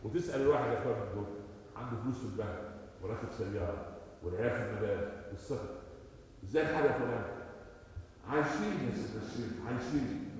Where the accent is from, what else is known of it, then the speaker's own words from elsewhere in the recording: Upper Egypt, Egypt; عندنا في الصعيد